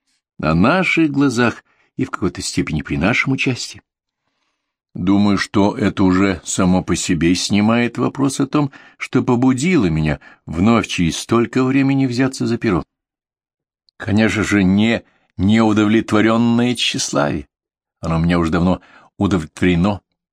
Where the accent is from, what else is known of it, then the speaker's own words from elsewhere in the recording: Moscow, Russia; born there; Я сам по национальности украинец. Родился, живу в Москве. Корни и здесь, и там, как и родные в России и на Украине.